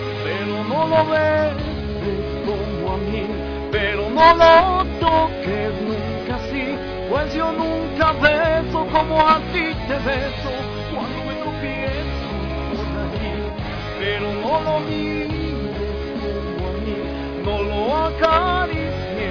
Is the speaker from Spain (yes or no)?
no; Quito, Pichincha, Ecuador; Bueno, soy de aquí de Quito. Nací en el año de 1973, 10 de diciembre.